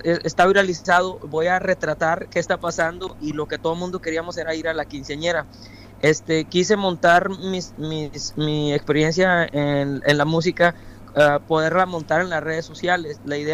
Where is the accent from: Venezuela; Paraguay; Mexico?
Mexico; now in United States; yo soy mexicano, radico en Estados Unidos